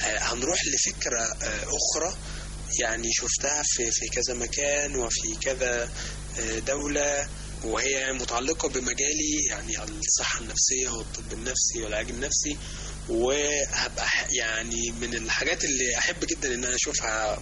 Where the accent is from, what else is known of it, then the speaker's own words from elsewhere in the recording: Egypt; العامل الأساسي في دوت فينا كمصريين